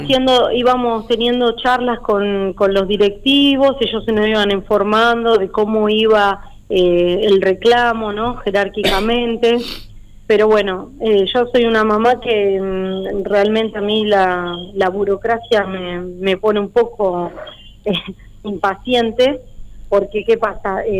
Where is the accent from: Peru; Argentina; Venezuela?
Argentina; Monte Grande, Buenos Aires Province; la mayoría somos de lejos, somos de Monte Grande, de la zona de Barrio Lindo, bueno, teníamos que tomar dos colectivos